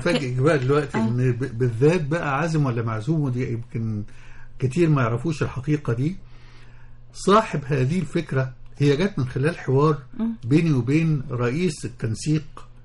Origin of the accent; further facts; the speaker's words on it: Damanhur, Beheira, Egypt; now in Cairo, Egypt; انا اصلا من دمنهور انا مش قاهري